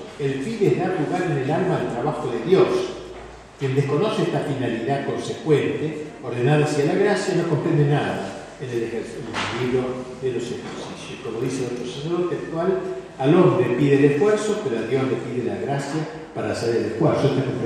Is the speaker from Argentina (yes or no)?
yes; Argentina; resulta importante recordar nosotros que somos argentinos